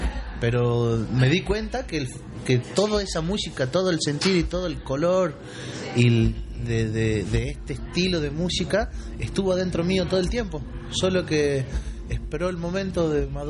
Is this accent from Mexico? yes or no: no; Jujuy, Argentina; now in Córdoba, Argentina; Somos jujeños, los cuatro. Somos jujeños que ya llevamos más o menos la mitad de nuestra vida vivida en Córdoba.